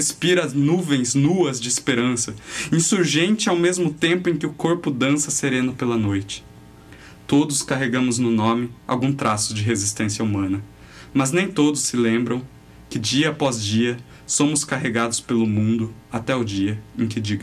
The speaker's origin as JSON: {"language": "Portuguese", "town": "Sorocaba", "region": "São Paulo", "country": "Brazil", "said": "que eu sou de Sorocaba"}